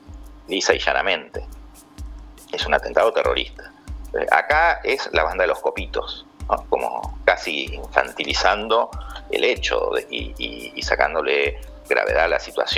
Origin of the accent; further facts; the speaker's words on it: Argentina; no solamente con lo que nos pasa a nosotros como argentinos